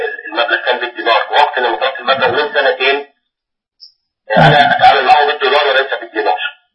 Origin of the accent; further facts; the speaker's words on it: Egypt; أنا من مصر.